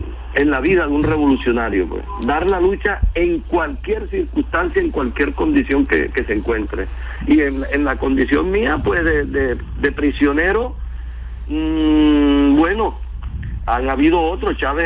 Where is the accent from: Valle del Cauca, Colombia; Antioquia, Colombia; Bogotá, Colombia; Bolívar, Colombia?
Bolívar, Colombia; Turbaco; Turbaco, que es el pueblo mío de mi nacimiento, pues, donde yo nací.